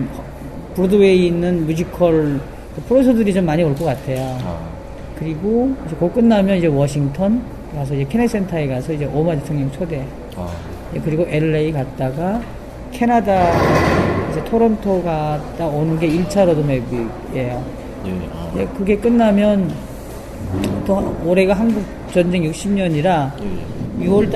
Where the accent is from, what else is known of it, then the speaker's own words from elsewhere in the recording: North Korea; now in South Korea; 저는 우리 탈북자들이 이제는 정말 대한민국의 리더가 돼야 한다고